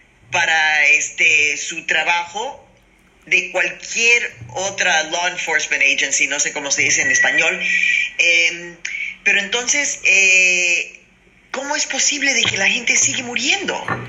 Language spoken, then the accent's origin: Spanish; Mexico; now in United States; yo soy inmigrante mexicana y tengo décadas cruzando la frontera.